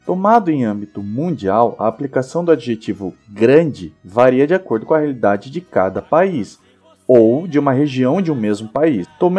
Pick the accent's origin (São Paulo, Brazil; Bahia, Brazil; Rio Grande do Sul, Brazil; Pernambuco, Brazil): São Paulo, Brazil; Sorocaba; Vale lembrar nós, que somos aqui da região de Sorocaba, das cidades vizinhas, Piedade e Salto